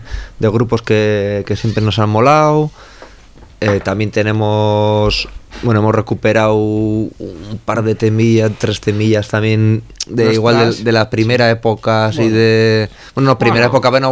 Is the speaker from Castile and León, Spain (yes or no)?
no; Basque Country, Spain; first language Basque; Spanish is a second language; nuestra cultura, euskaldun, del entorno, pues siempre hemos defendido el euskera como nuestro idioma materno.